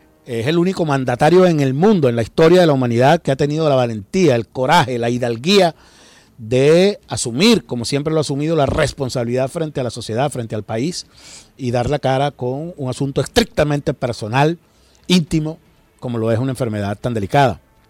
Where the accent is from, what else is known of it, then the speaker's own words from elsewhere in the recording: Venezuela; Es verdaderamente terrible que nos suceda eso como venezolanos